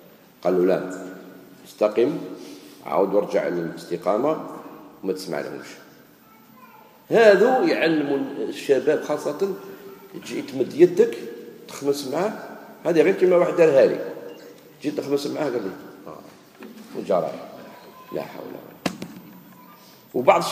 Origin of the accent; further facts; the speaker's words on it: Algeria; أنا ثاني جزائري